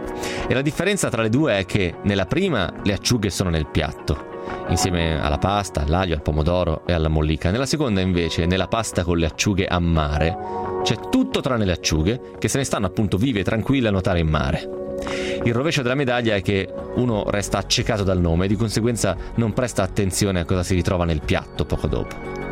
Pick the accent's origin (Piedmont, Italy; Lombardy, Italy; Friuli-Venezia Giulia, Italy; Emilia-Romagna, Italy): Piedmont, Italy; Novara; io sono di Novara e quindi un pochettino piemontese lo sono, anche se non ufficialmente